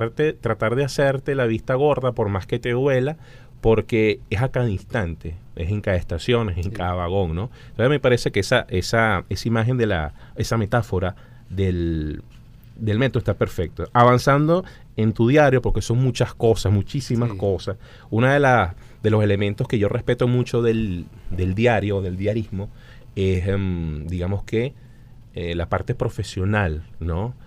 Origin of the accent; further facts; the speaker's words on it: Caracas, Capital District, Venezuela; me refiero a nosotros como caraqueños, como ciudadanos